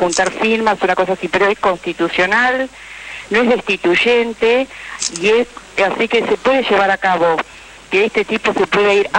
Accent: Palermo, Buenos Aires, Argentina; soy de Palermo

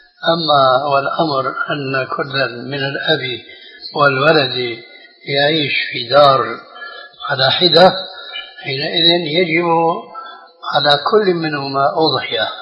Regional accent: Syria; كما يقولون عندنا في سوريا

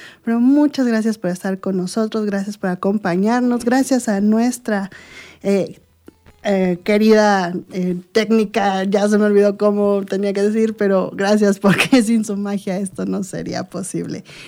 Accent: Amecameca, State of Mexico, Mexico; also born or lived in Tlaxcala; Yo soy de aquí de Amecameca, ya muchos lo saben, y me fui a Tlaxcala por muchos años. Estuve yo creo que como 17 a 18 años allá.

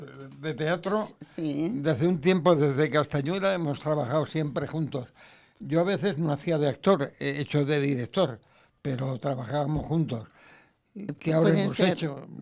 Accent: Cáceres, Extremadura, Spain; now in Madrid, Spain; cuando yo soy de Cáceres, estaba allí y quería hacer teatro, pero no se me ocurría porque sabía que mi padre no querría. Hasta que no vine a Madrid

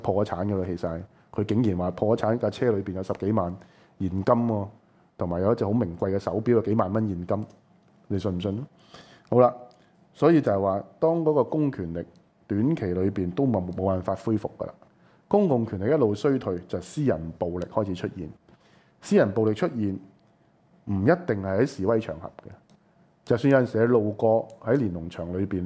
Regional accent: Hong Kong; 這個就是我們香港人最關心的問題

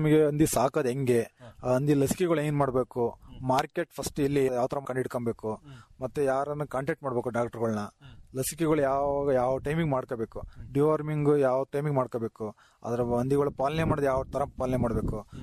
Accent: Chatranahalli, Karnataka, India; ನನ್ನ ಊರು ಛತ್ರನಹಳ್ಳಿ, ಬೈಲಹಳ್ಳಿ ಫಸ್ಟ್, ನಮ್ದು ಹಾಸನ ತಾಲೂಕು, ಹಾಸನ ಡಿಸ್ಟಿಕ್ಟ್.

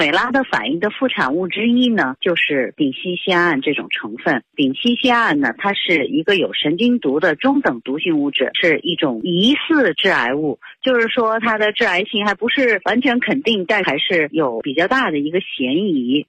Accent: China

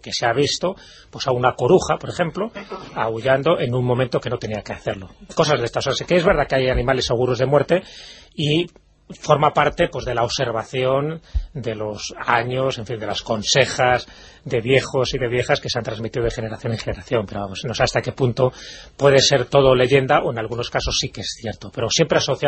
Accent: Valderas, Castile and León, Spain; incluso el de mi pueblo, de Valderas, siempre hay la clásica historia del túnel

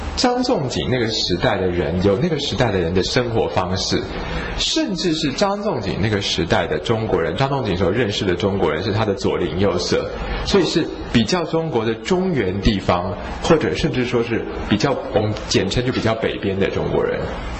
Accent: Taiwan; 比我们台湾人的皮肤要紧，就是感觉是比较密实的皮肤，我们台湾人就看起来松松的

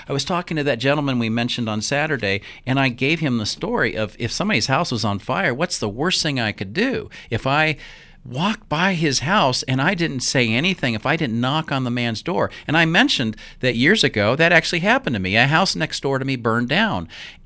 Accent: Utah, United States; I think we, as a Christian body in the Boise area, Idaho, and I'm from Utah

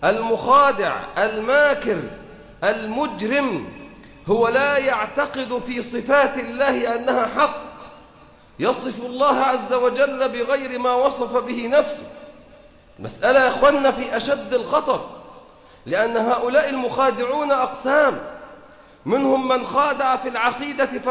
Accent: Egypt; حتى في بلادنا مصر مستضعفون، إلا أن يشاء الله بنا رحمة.

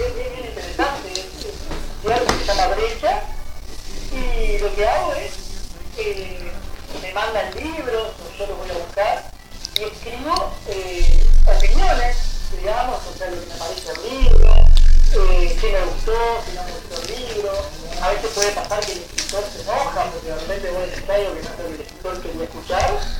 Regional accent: Canelones, Uruguay; born there; also born or lived in Santa Lucía; Nací en Canelones, viví un tiempo en Santa Lucía, ahí cerca del paseo, porque ahí en la parte como atrás del paseo, digamos, en un barrio de Santa Lucía, en la calle Borges. Y después no, vivo en Canelones, ahora vivo en Canelones.

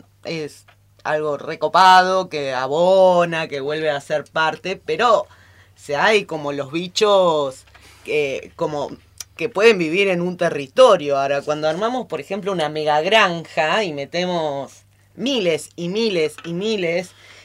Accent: Argentina; Lo bonitas que somos las argentinas.

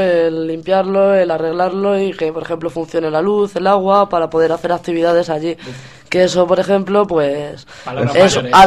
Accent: Pinto, Community of Madrid, Spain; Nosotros mismos los dos somos de Pinto.

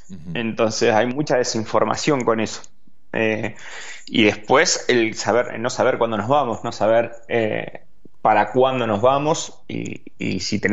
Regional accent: Buenos Aires Province, Argentina; now in Andorra; somos todos argentinos, casi en todo el complejo, digamos, que vivimos, somos todos argentinos. Estoy con chicos de Tandil, con Tomás Marcasó y con Hugo Lema, estoy aquí también. Que también son de Tandil, hay unos cuantos tandilenses más.

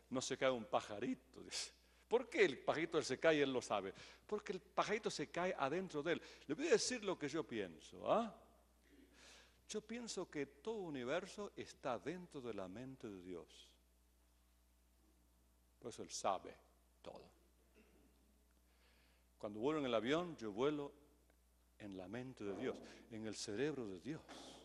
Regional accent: Argentina; now in Guatemala; En vez de ser guatemalteco, soy argentino, pero no tengo la culpa, que yo nací allá

